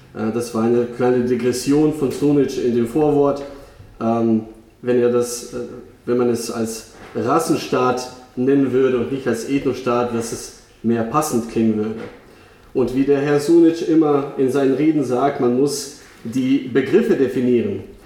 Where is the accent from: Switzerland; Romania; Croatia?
Croatia; Eastern Croatia; bin ich ja in Kroatien geboren, ich bin da auch aufgewachsen. Ich habe diesen Krieg Anfang der 90er Jahre selbst miterlebt. Ich komme ursprünglich auch aus dem Osten Kroatiens, also etwas östlicher.